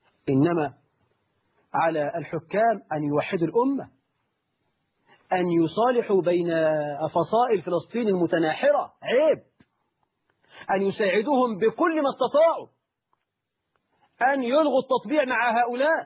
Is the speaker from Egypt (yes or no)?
yes; Egypt; أنتوا عارفين إحنا كمصريين بنتكلم كل سنة في المحمول بكام؟